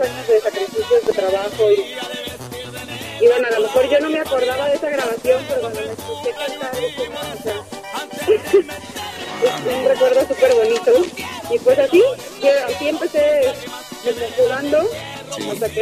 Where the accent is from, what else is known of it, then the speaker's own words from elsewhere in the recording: Tijuana, Baja California, Mexico; also born or lived in Ciudad Juárez; yo soy norteña, como te digo, residí en Ciudad Juárez, sí. Viví en Tijuana, mis papás me llevaron a los 11 años a Tijuana, y escuchaba todo el tiempo música de banda y norteño